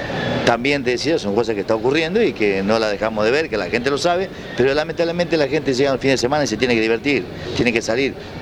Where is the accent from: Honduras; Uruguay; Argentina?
Argentina; Santa Fe; No creía que de mi Santa Fe podría ocurrir eso